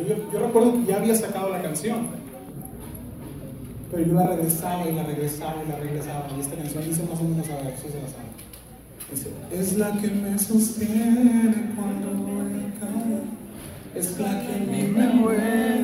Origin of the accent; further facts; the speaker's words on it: Mexico; Soy mexicano.